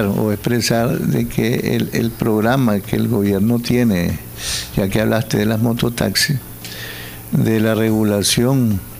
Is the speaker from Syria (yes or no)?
no; Nicaragua; porque así somos los nicaragüenses